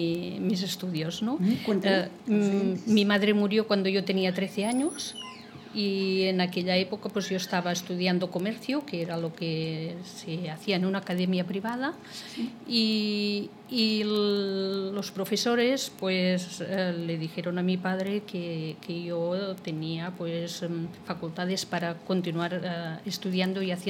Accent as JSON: {"language": "Spanish", "town": "Terrassa", "region": "Catalonia", "country": "Spain", "tie": "born or raised there", "accent": "Catalan", "said": "Yo soy de Tarrasa, se me nota un poco el acento catalán al hablar en castellano."}